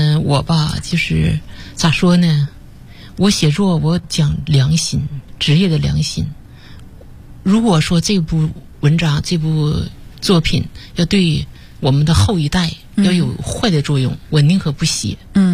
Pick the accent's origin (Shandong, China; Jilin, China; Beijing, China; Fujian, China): Jilin, China; Taonan; 马老师他也是吉林省洮南人